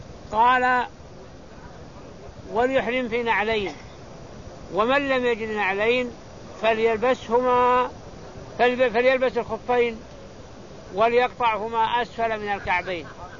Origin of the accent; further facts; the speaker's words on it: Najd, Saudi Arabia; يسمى الزرابيل عندنا في نجد يسميها زربولة